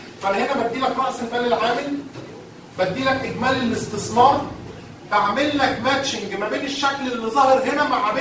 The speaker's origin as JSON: {"language": "Arabic", "country": "Egypt", "said": "فهتلاقي حضرتك عندنا في مصر حاجه اسمها معايير المحاسبه المصريه"}